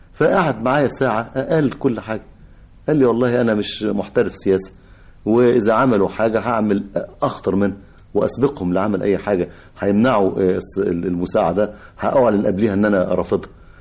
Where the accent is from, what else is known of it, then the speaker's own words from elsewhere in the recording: Egypt; وعارف كمصري وكمواطن بيقاسي وبيتمنى الخلاص لغاية ما حدثت الثورة